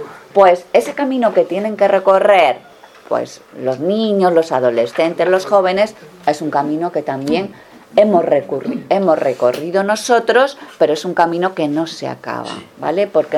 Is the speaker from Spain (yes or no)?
yes; Navarre, Spain; accent: Granadino; now in Granada, Spain; soy religiosa dominica. Soy de Navarra. Así que desde allí de Navarra me crucé el mapa y, bueno, llevo en Granada mucho tiempo, por eso el acento granadino que tengo.